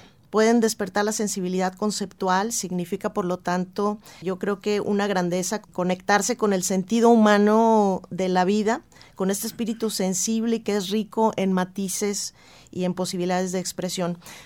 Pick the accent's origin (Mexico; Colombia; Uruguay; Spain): Mexico; permite la construcción de la identidad como mexicanos